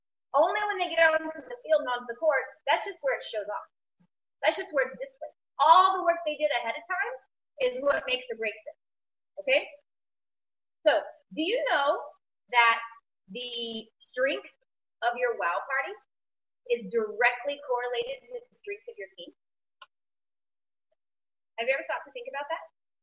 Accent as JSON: {"language": "English", "country": "Australia", "said": "she heard that I was from Australia"}